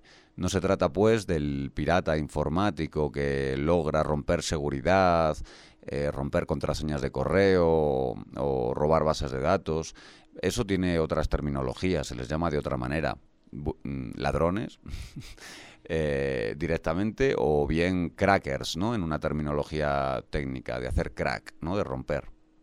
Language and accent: Spanish; Galicia, Spain; Por ejemplo, en mi tierra, en Galicia, los vecinos se compraban los tractores entre muchos vecinos